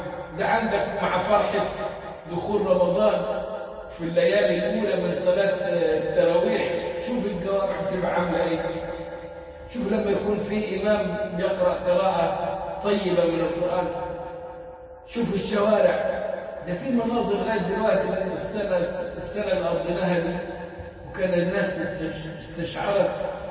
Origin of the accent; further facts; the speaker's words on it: Egypt; وكانت فكره موجوده عندنا في مصر